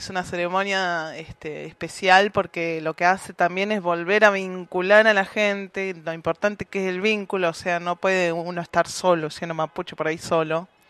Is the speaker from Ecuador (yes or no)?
no; Buenos Aires, Argentina; Para mí fue importante porque yo soy nacida y criada en Capital Federal. Vengo acá hace 4 años.